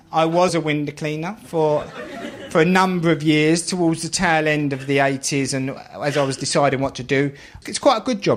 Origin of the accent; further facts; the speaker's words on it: London, United Kingdom; And I'd always sort of blame that on my background, growing up in the East End, where education's not considered that important.